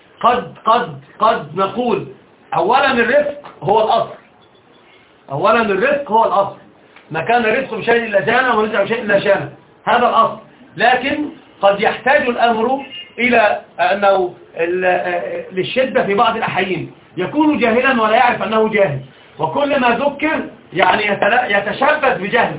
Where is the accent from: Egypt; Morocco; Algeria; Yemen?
Egypt; Alexandria, Alexandria Governorate; الأصل أنا صعيدي أصالة، وطبعا أنا ما أعرفش حاجة عن الصعيد، أنا أصل كل شيء حياتي كلها في الإسكندرية